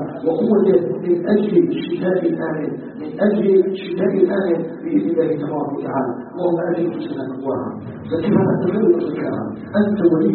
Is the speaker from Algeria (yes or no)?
yes; Algeria